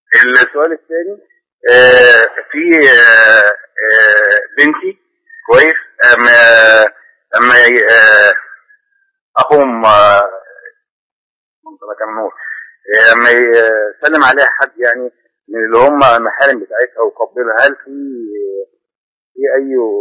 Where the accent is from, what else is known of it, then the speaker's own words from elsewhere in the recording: Alexandria, Alexandria Governorate, Egypt; احنا من اسكندريه